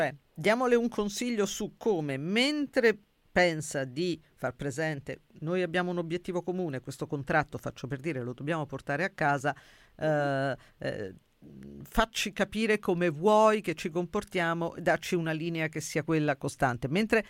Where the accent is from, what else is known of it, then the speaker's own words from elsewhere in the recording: Sabaudia, Lazio, Italy; Se io mi metto sullo schermo il mare di Sabaudia del mio paese